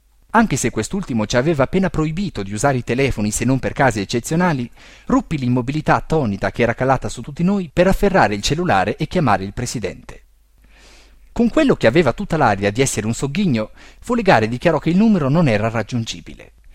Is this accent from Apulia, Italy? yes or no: no; Bollate, Lombardy, Italy; Sono cresciuto a Bollate, in provincia di Milano